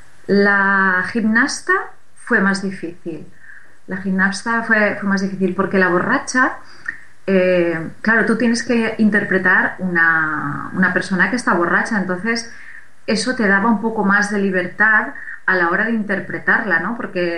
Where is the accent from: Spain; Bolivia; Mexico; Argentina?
Spain; Sagunto, Valencian Community; born there; donde yo nací, como bien habéis leído antes, en Puerto de Sagunto